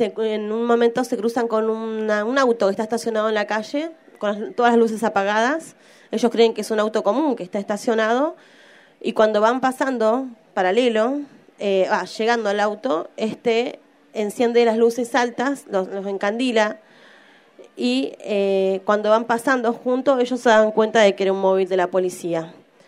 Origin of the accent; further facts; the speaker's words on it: Neuquén, Argentina; Bueno, yo vengo de la provincia de Neuquén.